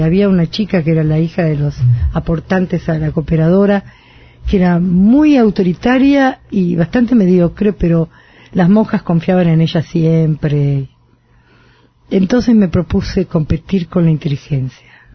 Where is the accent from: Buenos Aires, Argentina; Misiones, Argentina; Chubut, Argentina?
Buenos Aires, Argentina; Nací en Buedo y viví en Parque Chacabuco la adolescencia, por razones familiares.